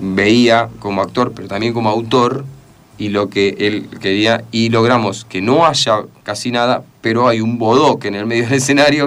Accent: 9 de Julio, Buenos Aires Province, Argentina; Yo soy de 9 de Julio, provincia de Buenos Aires, 55.000 habitantes, no llena la cancha de River.

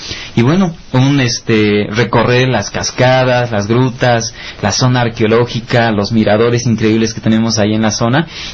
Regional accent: Cuetzalan, Puebla, Mexico; vengo de esta comunidad de San Andrés Chicuilán, perteneciente exactamente a nuestro hermoso pueblo mágico de Cuetzalan.

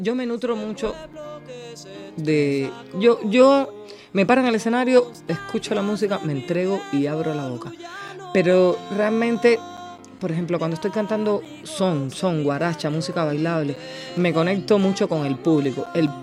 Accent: Cuba; Es lo que nos define como cubanos.

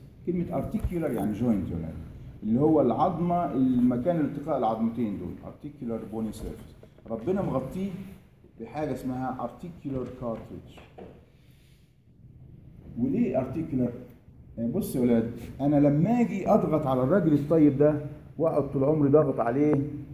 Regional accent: Egypt; لا احنا عندنا في مصر عاده كوبايتنا ازاز

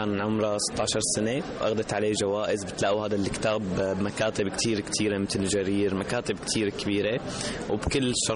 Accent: Syria; من سوريا.

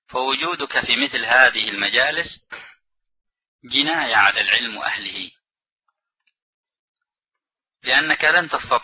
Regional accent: Yemen; كمجالس مثلا عندنا في اليمن القات

